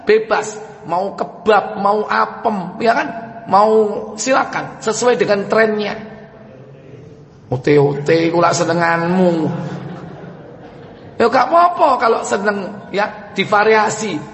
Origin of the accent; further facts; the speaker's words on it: Java, Indonesia; Misalnya ada tradisi kita orang Jawa itu suka nganter-nganter makanan menjelang Ramadan.